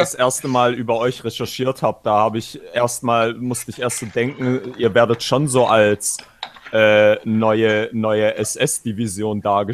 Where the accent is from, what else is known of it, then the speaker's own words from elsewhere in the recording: Baden-Württemberg, Germany; wie mit dir, einem Rostocker zum Beispiel, wie ich als Schwabe